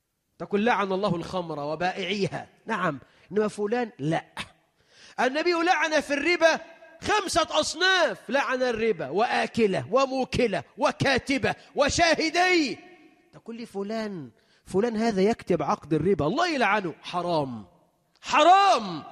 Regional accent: Egypt; اللهم اجعل بلدنا مصر أمنا أمانا، رخاء سخاء

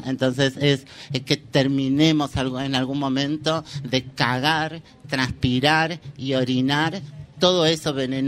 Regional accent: Córdoba, Argentina; born there; now in Buenos Aires, Argentina; puedo decir que soy traba, que soy habitante de la Ciudad Autónoma de Buenos Aires, pero nacida en Córdoba.

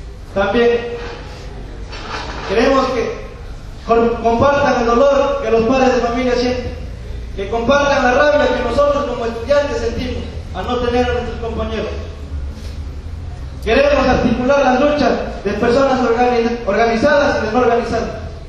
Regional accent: Mexico; Nosotros, como mexicanos, ya estamos cansados

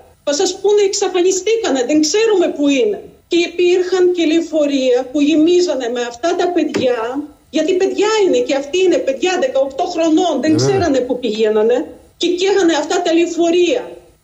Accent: Kherson, Kherson Oblast, Ukraine; Γιατί εκεί, στην πόλη μου, στο Χερσόν, υπάρχουν τα παιδάκια σας πεταμένα στον δρόμο.

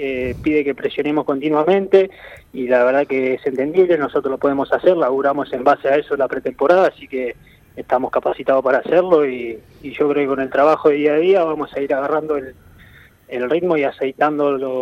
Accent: Mercedes, Buenos Aires Province, Argentina; mi vida deportiva arrancó de chico. Yo soy del interior de Buenos Aires.

